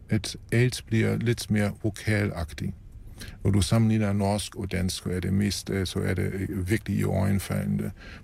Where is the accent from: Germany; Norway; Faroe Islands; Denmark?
Germany; Danish is a second language; Og det gælder også mig som tysker, at vi har bibeholdt vores evner